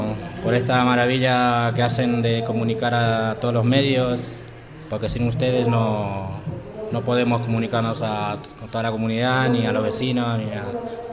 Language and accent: Spanish; Argentina; now in Madrid, Spain; yo soy argentino, mis padres son bolivianos